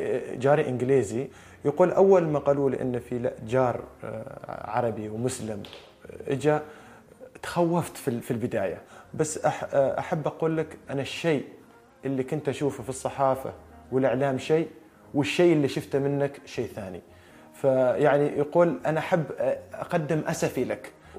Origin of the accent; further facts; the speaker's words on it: Oman; moved away; أنا من يوم طلعت من عمان لين يومك هذا، لين جلستنا هذه، كل يوم أكلم الوالدة.